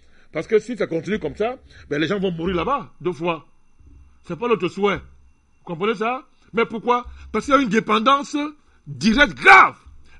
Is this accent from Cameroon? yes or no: yes; Cameroon; chez nous au Cameroun